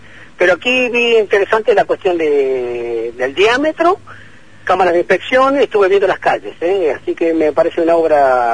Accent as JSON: {"language": "Spanish", "town": "Comodoro Rivadavia", "region": "Chubut", "country": "Argentina", "said": "Yo soy un turista de Comodoro Rivadavia, pero presidente de ONG de Buen Patagonia, de Comodoro Rivadavia."}